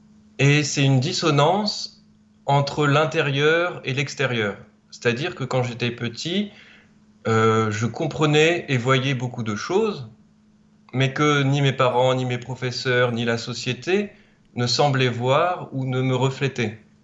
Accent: France; Et non, je suis français, je ne suis pas canadien.

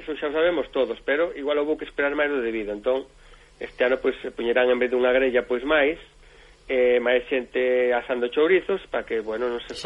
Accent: Galicia, Spain; Sabes como somos galegos

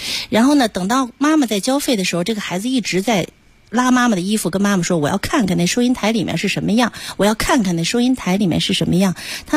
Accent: Beijing, China; 用我们北京人的话说，还是我太教条

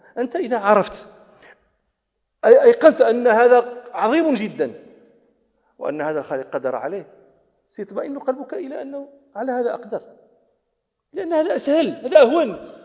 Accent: Morocco; عندنا في المغرب مكان اسمه مغارات دادس ومغارات تودغا

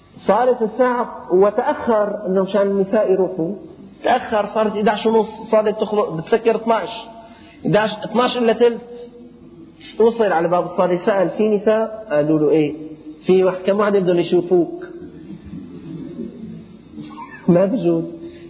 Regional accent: Syria; العرابات هلأ هي الأمور بدأت بسيطة عندنا في الشام

